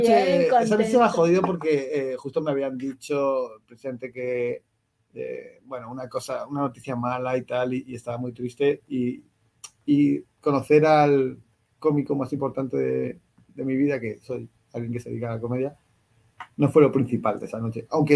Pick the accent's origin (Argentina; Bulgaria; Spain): Spain; soy un cómico de España